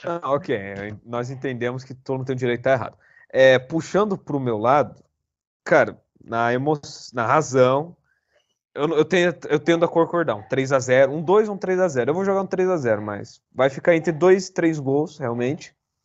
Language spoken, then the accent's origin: Portuguese; Brazil; Eu sou brasileiro.